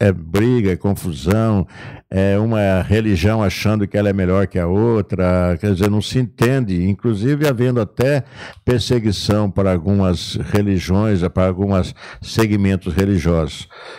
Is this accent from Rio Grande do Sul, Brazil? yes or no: no; Leme, São Paulo, Brazil; born there; Eu nasci em Leme, quase divisa com o Santo Espírito do Pinhal, né?